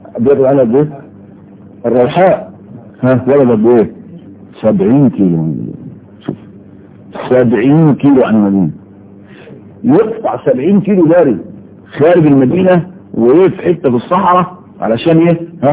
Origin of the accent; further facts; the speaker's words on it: Egypt; كنت تسمع كلمة بسطجي عندنا في مصر في مصر بس